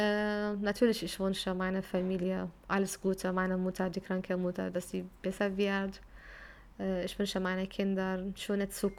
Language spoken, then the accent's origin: German; Syria; German is a second language; Ich komme aus Syrien und ich kann mit jemandem, der aus Frankreich beispielsweise kommunizieren, obwohl wir sind aus verschiedenen Ländern und Kultur und Sprachen